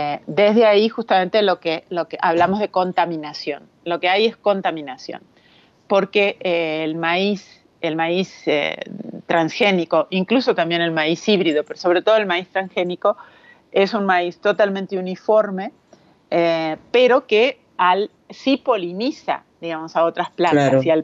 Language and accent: Spanish; Uruguay; now in Mexico; yo como uruguaya, ya desde que llegué a México me di cuenta